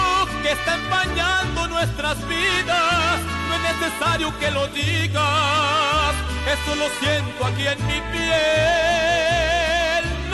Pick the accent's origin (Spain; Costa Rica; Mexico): Mexico; Me siento muy orgulloso de mi tierra mexicana. De portar traje de charro y ser mariachi por tradición.